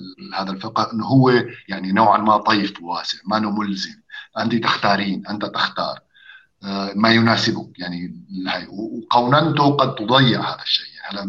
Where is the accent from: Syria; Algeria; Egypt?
Syria; لانه مثلا انا بحكي كسوري مثلا، نحن ما عندنا هالتدخل الشديد للفقه